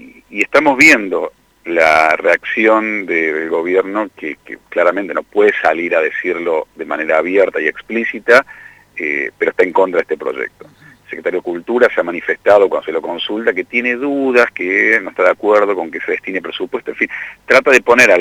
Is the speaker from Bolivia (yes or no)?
no; Córdoba, Argentina; now in Buenos Aires, Argentina; yo soy cordobés, ¿no? Y, si bien vivo en Buenos Aires